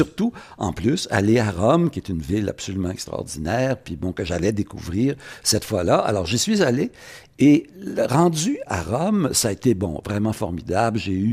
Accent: Quebec, Canada; je ne suis pas un gros méchant américain, je suis un Québécois, un Canadien

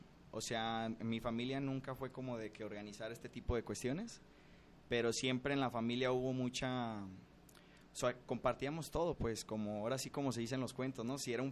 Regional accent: Guadalajara, Jalisco, Mexico; Soy de aquí, de Guadalajara.

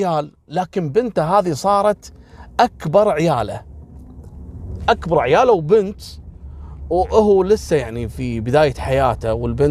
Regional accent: Kuwait; هذا الغزو دمر الدنيا عندنا في الكويت في ملفات القضايا

